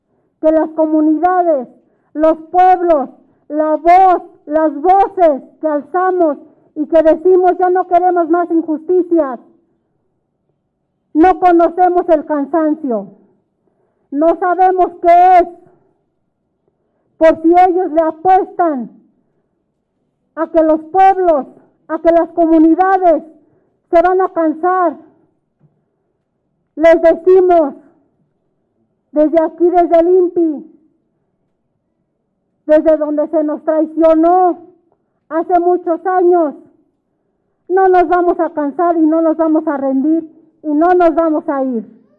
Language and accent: Spanish; Santiago Mexquititlán, Querétaro, Mexico; now in Mexico City, Mexico; Nosotras y nosotros hoy en día somos de Santiago Mezquititlán, residente en la Ciudad de México